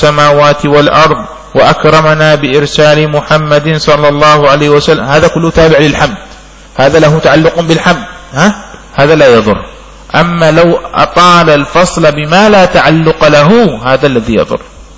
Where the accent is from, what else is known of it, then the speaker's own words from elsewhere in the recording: Yemen; عندنا في اليمن لا تكاد تجد هذا، لعله عندنا بسبب سخونة الجو، جو حار ما شاء الله هنا